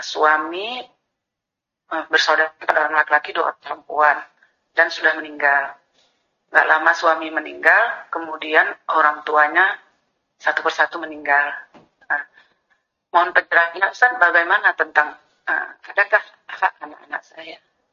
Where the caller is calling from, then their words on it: Aceh, Indonesia; saya dari Aceh.